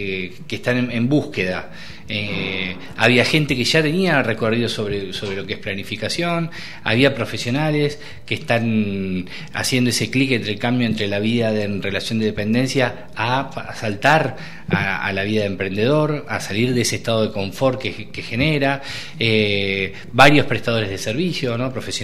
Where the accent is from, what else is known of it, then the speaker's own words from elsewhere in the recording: Argentina; por idiosincrasia no somos personas, el argentino no es mucho de planificar